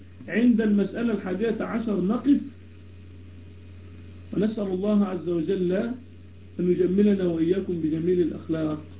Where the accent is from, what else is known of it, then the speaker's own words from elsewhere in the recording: Damietta, Damietta Governorate, Egypt; أنا من دمياط، من مصر، من دمياط.